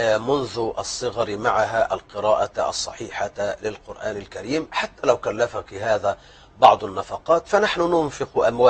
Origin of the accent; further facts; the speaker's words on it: Egypt; أنا عندنا في مصر. أنا بقول عندنا في مصر.